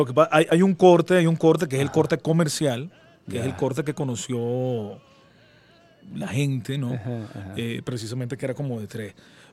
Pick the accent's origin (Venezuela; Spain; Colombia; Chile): Venezuela; somos venezolanos